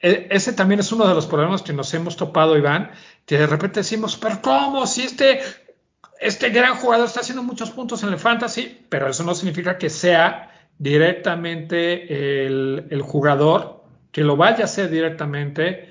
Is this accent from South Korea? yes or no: no; Mexico; y hablo directamente de México, y soy mexicano